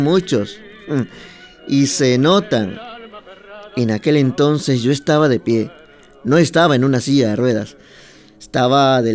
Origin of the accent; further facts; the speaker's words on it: Ecuador; ahora que he vuelto, pues da gusto ver por las carreteras de mi patria chica, que es así como yo llamo a mi Ecuador